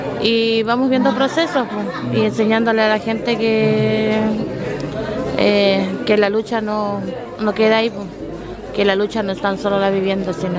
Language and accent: Spanish; Antofagasta, Chile; Vivo ya en el campamento hace 10 años en Antofagasta. Yo soy nacida y criada en Antofagasta igual.